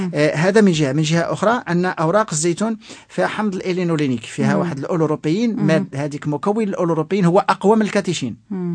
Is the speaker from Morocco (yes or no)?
yes; Morocco; الجوده ديال الشاي اللي عندنا في الجنوب المغربي